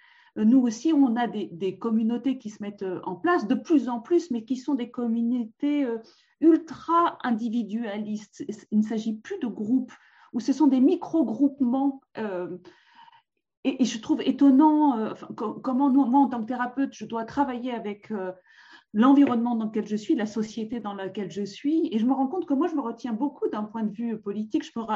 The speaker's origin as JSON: {"language": "French", "country": "France", "said": "je connais l'histoire du Liban un peu parce que je suis française"}